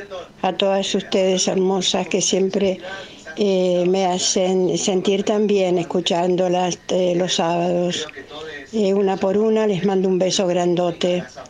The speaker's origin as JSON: {"language": "Spanish", "country": "Argentina", "said": "poder decir con mucho orgullo, más orgullo, que somos argentinos dignos"}